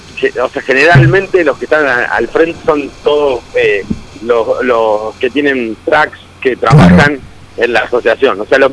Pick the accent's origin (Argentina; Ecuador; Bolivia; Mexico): Argentina; Tandil, Buenos Aires Province; soy de Tandil.